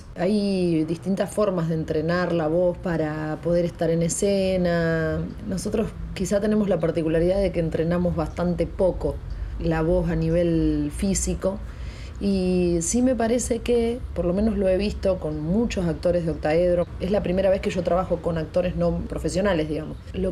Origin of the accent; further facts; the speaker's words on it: Pergamino, Buenos Aires Province, Argentina; born there; now in Rosario, Argentina; nací en Pergamino en el año 80, tengo 37 años, no estoy en pareja